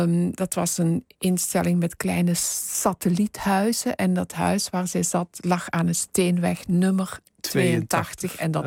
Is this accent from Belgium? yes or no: yes; Flanders, Belgium; accent: Flemish; now in Netherlands; Oh, maar dat begint bij mij zodra ik de grens oversteek.